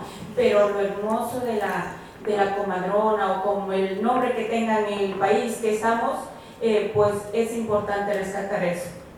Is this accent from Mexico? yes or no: no; Ecuador; vengo de Ecuador.